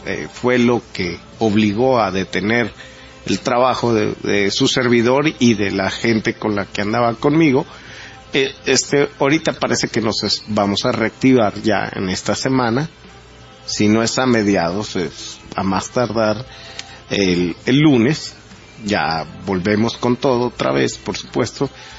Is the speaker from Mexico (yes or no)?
yes; Mexico; Creando enemigos para combatirlos y unirnos como mexicanos.